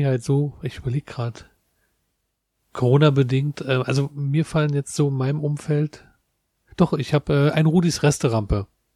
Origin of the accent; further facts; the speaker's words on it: Berlin, Germany; Ich bin aus Treptow-Köpenick.